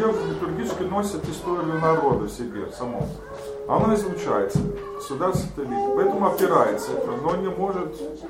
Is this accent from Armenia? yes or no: no; Germany; Просто я вырос в Германии, у меня русский язык такой вот, ну, семейный, и я как-то не получил русскую культуру